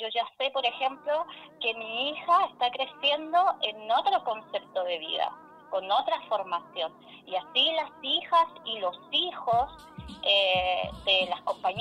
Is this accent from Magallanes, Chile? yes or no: yes; Puerto Natales, Magallanes, Chile; yo soy de Puerto Natales, y muchas familias se sostenían por la economía argentina. Para nosotros era mucho más fácil llegar a Turbio, que nos quedaba que a 40 minutos, que viajar a Punta Arenas, que nos queda 3 horas.